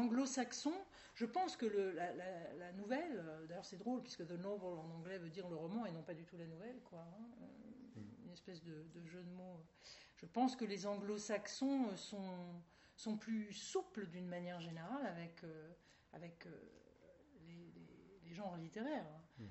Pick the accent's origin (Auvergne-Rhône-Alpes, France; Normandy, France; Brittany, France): Normandy, France; Dieppe; Je suis normande, donc je viens du même pays que Maupassant. On était même voisins, puisque je suis originaire de Dieppe